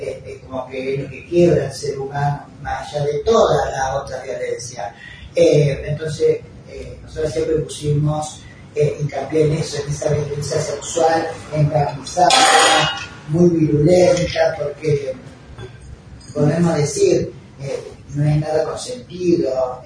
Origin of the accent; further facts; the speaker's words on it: Rosario, Santa Fe, Argentina; now in Córdoba, Argentina; Soy rosarina, pero hace 40 años que vivo en Córdoba.